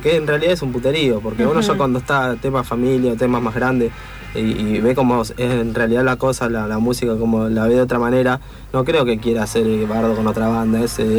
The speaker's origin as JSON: {"language": "Spanish", "region": "Buenos Aires", "country": "Argentina", "tie": "born or raised there", "said": "Mirá, yo me crié en Soldati."}